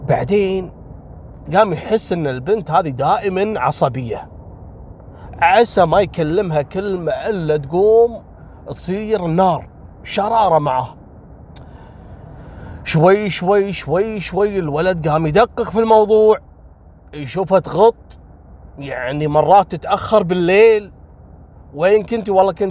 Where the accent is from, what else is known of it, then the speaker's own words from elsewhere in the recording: Kuwait; عندنا في الكويت